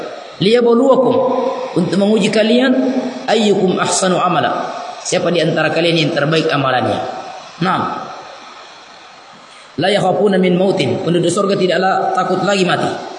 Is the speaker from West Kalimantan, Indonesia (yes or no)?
no; Polewali Mandar, West Sulawesi, Indonesia; also born or lived in Lakawalisan; Saya lahir di Polmas.